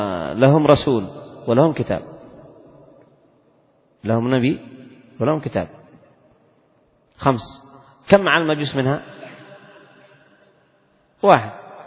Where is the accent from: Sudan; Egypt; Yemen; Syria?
Yemen; وعندنا في اليمن الخطأ 7,000,000 والعمد 10.